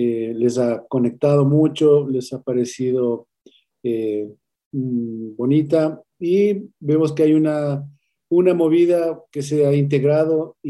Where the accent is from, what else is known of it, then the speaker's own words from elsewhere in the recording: Quito, Pichincha, Ecuador; que yo diría nos describe plenamente a lo que hemos sido los quiteños, a nuestra manera de ser, a nuestra manera de hablar.